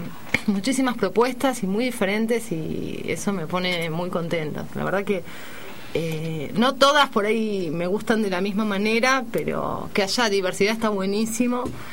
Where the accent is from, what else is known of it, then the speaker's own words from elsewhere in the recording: Argentina; le gustó el grupo y nos convocó como representantes argentinas para este proyecto